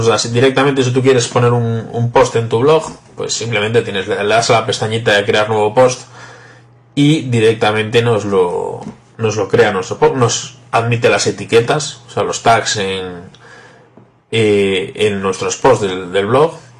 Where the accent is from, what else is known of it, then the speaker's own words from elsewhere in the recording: Vigo, Galicia, Spain; soy de Vigo, España.